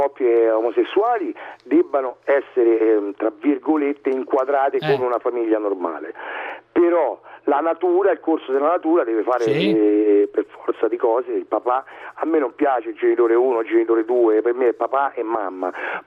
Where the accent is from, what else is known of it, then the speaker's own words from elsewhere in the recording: Rome, Lazio, Italy; Di Monte Mario